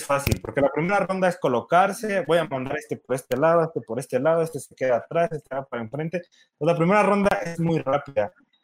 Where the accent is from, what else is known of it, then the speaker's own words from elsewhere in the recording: Mexico; Yo soy el enviciador mexicano de Aristella.